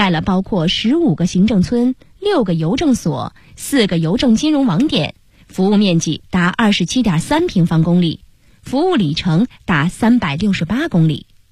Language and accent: Chinese; Changping, Beijing, China; 我是北京人，也是昌平人， 耄耋之年